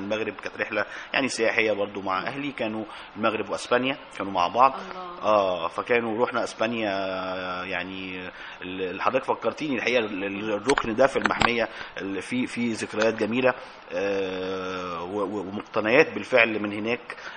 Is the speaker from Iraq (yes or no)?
no; Egypt; طب ما احنا نفسنا كمصريين احنا ما شفناش ده.